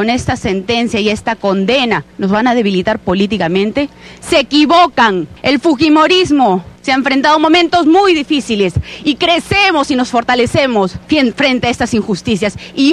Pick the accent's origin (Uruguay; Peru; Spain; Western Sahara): Peru; aprendamos todos como peruanos para que no vuelva a repetirse. Ojalá esta historia de impunidad no vuelva a intentar perpetuarse en nuestro país.